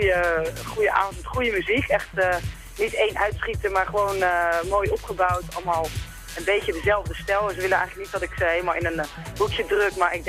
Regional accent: Schipluiden, South Holland, Netherlands; Ik kom zelf uit Schipluiden.

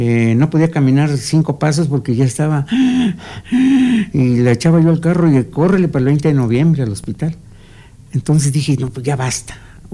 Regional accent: Amecameca, State of Mexico, Mexico; yo soy de aquí de Amecameca, mi pueblo, y precisamente de aquí de Panoaya.

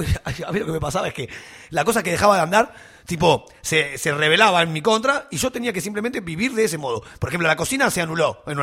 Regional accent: Banfield, Buenos Aires Province, Argentina; aparte yo que soy de Banfield

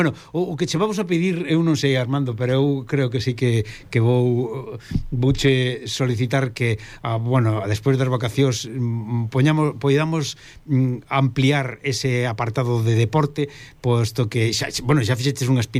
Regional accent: Galicia, Spain; como galegos que somos

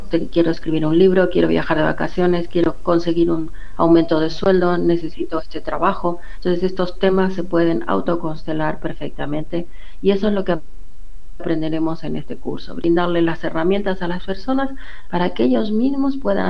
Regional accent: Córdoba, Argentina; moved away as an adult; now in Barcelona, Spain; nací en Córdoba, en Argentina. Me formé en Argentina. Y ya hace 30 años que vivo en Barcelona, pero en realidad toda mi formación como psicóloga ha sido en Argentina, en Buenos Aires y en Córdoba.

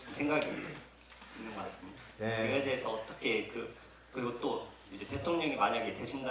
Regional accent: Dangjin, South Chungcheong, South Korea; now in Seoul, South Korea; 저는 지금 군마로 서울 와 있지만 원래 고향이 충남 당진인데요.

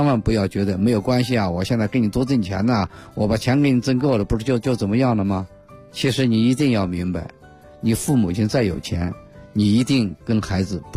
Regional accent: Beijing, China

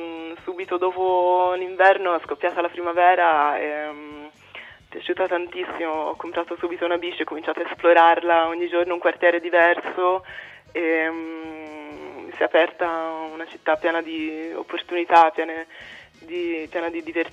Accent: Florence, Tuscany, Italy; now in Berlin, Germany; sono mezza svizzera, mezza americana, ma sono cresciuta a Firenze per via del lavoro dei miei.

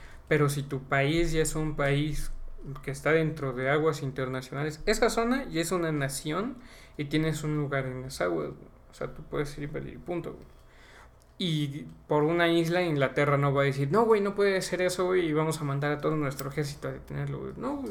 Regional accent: Puebla, Mexico; Y sería fácil para nosotros como poblanos, güey. Porque es similar al nuestro, güey. Igual es como le dicen cantadito.

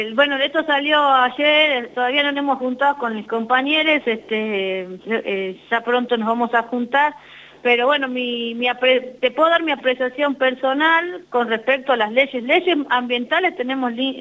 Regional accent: Pamatanca, Catamarca, Argentina; Yo soy de Pamatanca, Santa María

